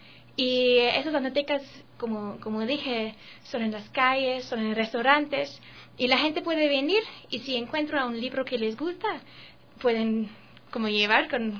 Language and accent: Spanish; Germany; Spanish is a second language; es una fundación alemana, como yo también soy alemana